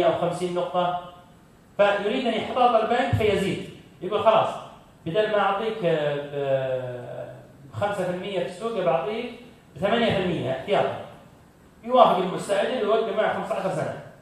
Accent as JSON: {"language": "Arabic", "country": "Saudi Arabia", "said": "مثلا عندنا في السعودية"}